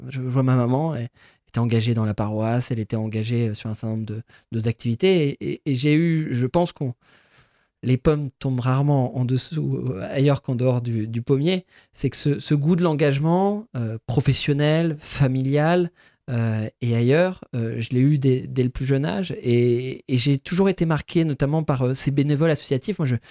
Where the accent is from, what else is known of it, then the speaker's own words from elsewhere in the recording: Rosières-aux-Salines, Grand Est, France; Et je crois que la manière dont j'ai grandi à Rosières-aux-Salines, faire l'école maternelle, l'école primaire